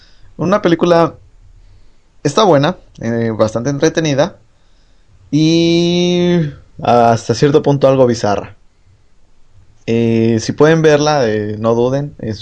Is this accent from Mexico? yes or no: yes; Mexico; O sea, nosotros somos latinos, somos mexicanos, son europeos, son asiáticos, son chinos, son negros.